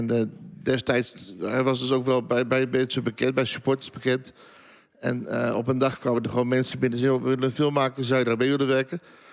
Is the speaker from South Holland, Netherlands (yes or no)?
no; Utrecht, Netherlands; Ik kom uit Utrecht.